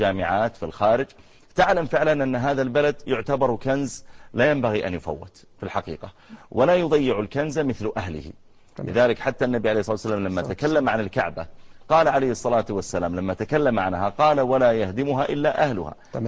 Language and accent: Arabic; Saudi Arabia; الجامعات عندنا في المملكة العربية السعودية مليئة بالدكاترة المصريين. أنا أدرس في الجامعة